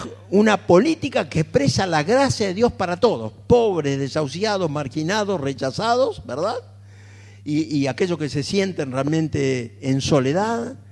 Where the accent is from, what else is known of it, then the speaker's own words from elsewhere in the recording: Buenos Aires, Argentina; Y como soy porteño me gusta el tango